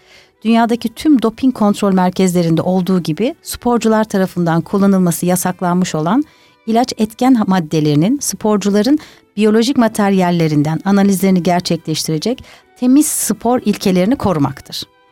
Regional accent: Ankara, Turkey; Tabii ben Ankaralıyım. Ankara'nın daha böyle sakin bir havası var.

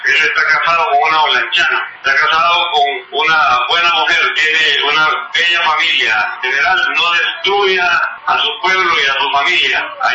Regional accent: Honduras; Te lo digo con todo el amor como hondureño

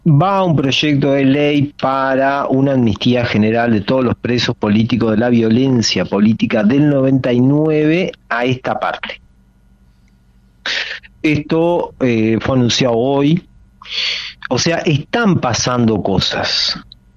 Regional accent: Uruguay; como uruguayo acá, lo digo desde el año 2006, nunca más volví a visitar Venezuela.

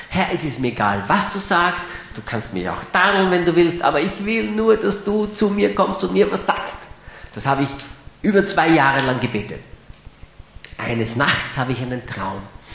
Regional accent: Graz, Styria, Austria; Steirer bleiben gesund, nicht wahr? Ich bin ja ein Grazer.

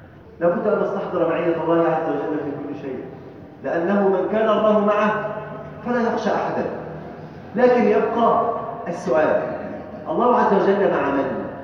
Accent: Egypt; اللهم اجعل بلدنا مصر امنا امانا سلما سلاما

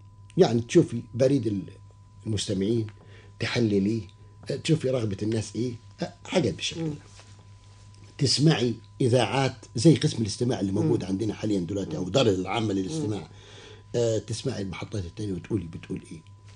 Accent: Upper Egypt, Egypt; also born or lived in Alexandria; قلت والله انا اصلي انا راجل من الصعيد وعشت طول عمري وحتى وانا طالب في اسكندريه بتكلم اللهجه بتاعتي وما حاولتش اني انا اغيرها

